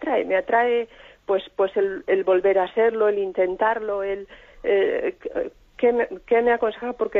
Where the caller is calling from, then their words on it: Madrid, Community of Madrid, Spain; de Madrid.